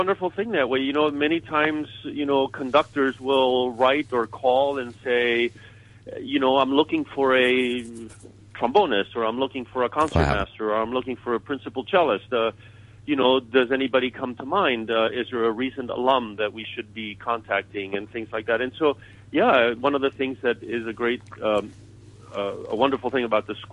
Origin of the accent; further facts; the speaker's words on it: Chile; when I was growing up in Chile, there was no such thing as a youth orchestra.